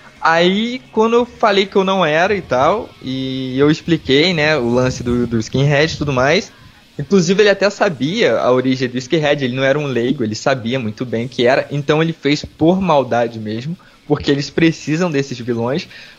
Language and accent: Portuguese; Rio de Janeiro, Brazil; eu sou do litoral do Rio, né, cara. Aqui a gente pega sol direto. É. Eu moro de frente pra praia.